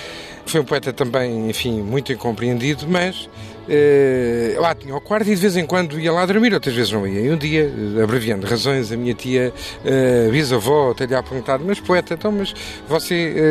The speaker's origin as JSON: {"language": "Portuguese", "region": "Lisbon", "country": "Portugal", "tie": "born or raised there", "said": "eu sou lisboeta de gema, nasci em Lisboa e quero ser lisboeta até ao fim, independentemente do amor que tenho naturalmente e que tenho por outras cidades e apesar de não viver neste momento em Lisboa."}